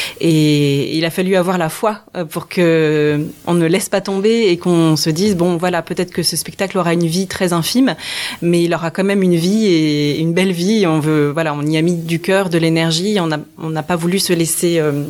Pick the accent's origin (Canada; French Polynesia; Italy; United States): French Polynesia; also born or lived in Nantes / Saint-Étienne / Paris suburbs; je vis depuis 10 ans en banlieue parisienne. Mais avant cela, j'ai fait mes études à Saint-Étienne. Avant cela, je suis née à Nantes. Je suis bretonne de cœur. Mais aussi avant cela, j'ai grandi en Polynésie française.